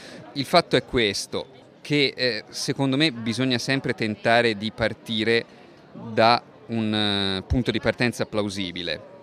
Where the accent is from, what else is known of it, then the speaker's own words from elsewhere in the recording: Pisa, Tuscany, Italy; nel senso che io sono di Pisa e il litorale pisano, che era stato in un primo tempo la scelta originale